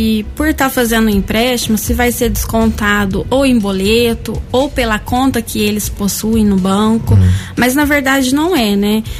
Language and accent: Portuguese; Guaxupé, Minas Gerais, Brazil; now in Guaranésia, Brazil; Sou de Guaxupé.